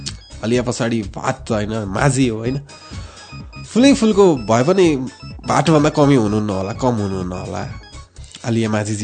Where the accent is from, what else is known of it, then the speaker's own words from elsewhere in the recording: Marin Khola, Bagmati, Nepal; सिन्धुली मेरो जन्म स्थान मरिन खोला हो मेरो गाउँ